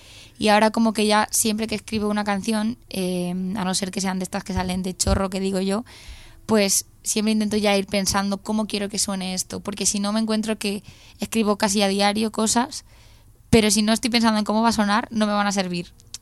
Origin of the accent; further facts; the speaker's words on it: Valencia, Valencian Community, Spain; Valencia al final siempre es como mi tierra